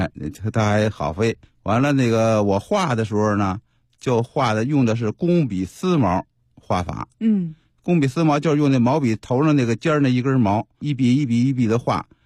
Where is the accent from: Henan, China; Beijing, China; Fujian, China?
Beijing, China; 朝阳门住呢是在胡同那边，从小就在胡同就放那屁帘，